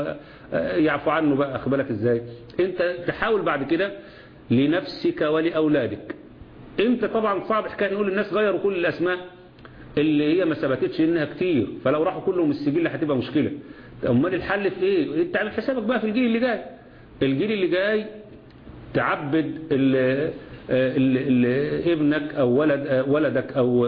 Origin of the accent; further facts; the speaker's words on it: Egypt; اللي احنا عندنا في مصر في اسم